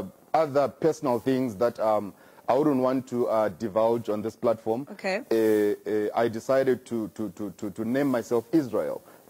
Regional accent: Bulawayo, Zimbabwe; now in Harare, Zimbabwe; I am from Zimbabwe and I was born and bred in Bulawayo. And but after some time, I moved to the capital city of Zimbabwe called Harare.

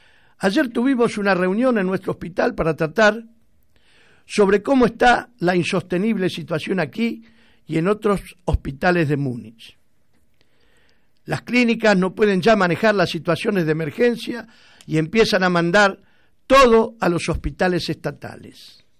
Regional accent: Rosario, Santa Fe, Argentina; moved away; cuando voy a mi terruño, a Rosario. La angustia que me agarra cuando yo salgo de Rosario para volver acá.

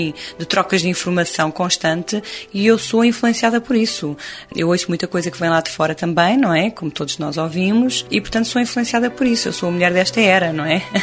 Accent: Portugal; Eu sou portuguesa, adoro Portugal, adoro a sonoridade portuguesa.

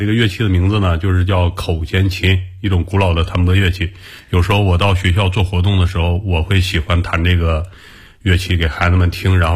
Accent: Inner Mongolia, China; 在草原上我只待了4年，因为我4岁的时候因为身体不好，从城市里，因为我老家在内蒙，送到内蒙。

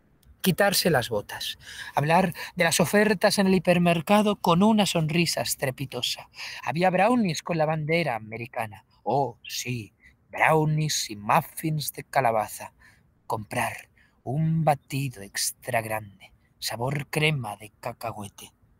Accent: Getafe, Community of Madrid, Spain; es verdad que soy de Getafe, tengo muy cerca esas cigüeñas de Alcalá

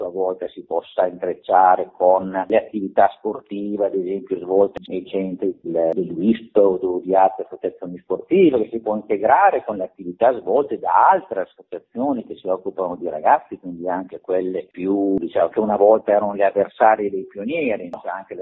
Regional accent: Reggio Emilia, Emilia-Romagna, Italy; io vengo da Reggio Emilia

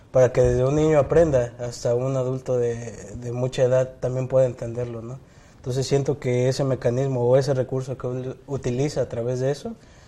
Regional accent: Mexico City, Mexico; soy del cuarto año de Teología y vengo igual del Distrito Federal.

